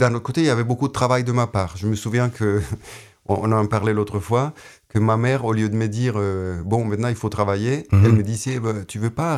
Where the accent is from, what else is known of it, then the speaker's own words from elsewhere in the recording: Bogotá, Colombia; French is a second language; Oui, j'ai grandi à Bogota.